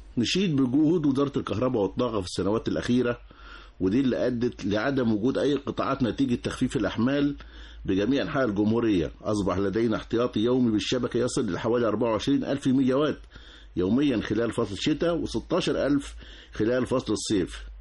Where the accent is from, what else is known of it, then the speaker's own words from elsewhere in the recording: Egypt; يعني إحنا من عادتنا كمصريين بشتري الحاجة مع الكتالوج بتاعها